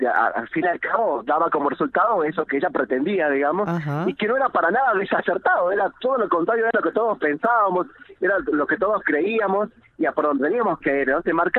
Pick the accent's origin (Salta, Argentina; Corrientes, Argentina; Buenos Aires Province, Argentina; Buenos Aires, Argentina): Salta, Argentina; Tartagal; now in Villa Carlos Paz, Argentina; Yo me vine de Tartagal pensando que en ciudades como Carlos Paz o ciudades muy vinculadas a la capital cordobesa iba a pasar otra cosa